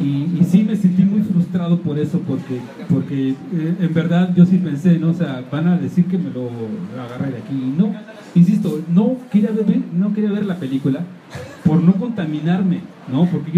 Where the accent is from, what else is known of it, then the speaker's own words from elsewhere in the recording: Mexico; no voy a poner a personajes extranjeros siendo yo mexicano